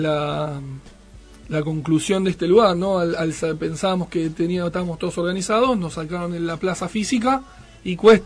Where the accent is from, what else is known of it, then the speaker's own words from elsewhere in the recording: Buenos Aires, Argentina; Yo ahora vivo en Provincia de Buenos Aires, pero soy de Capital Federal.